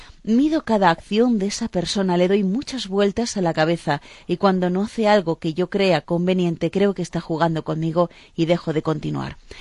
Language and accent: Spanish; southern Spain, Spain; los que somos del sur de España tenemos siempre chistes para todo